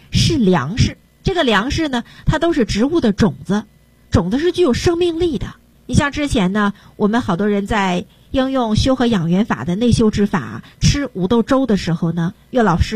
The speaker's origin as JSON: {"language": "Chinese", "country": "China", "said": "你看我们中国人啊就喜欢喝白酒，然后呢把这个白酒要烫一烫"}